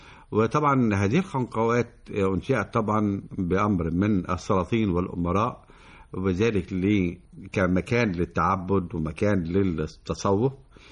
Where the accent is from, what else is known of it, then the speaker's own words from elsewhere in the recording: Egypt; احنا بنشوف عندنا في مصر قلعتين مهمتين